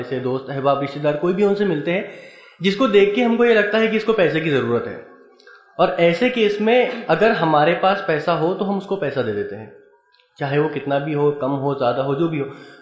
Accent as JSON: {"language": "Urdu", "town": "Aurangabad", "region": "Maharashtra", "country": "India", "said": "میں اورنگ آباد سے ہوں."}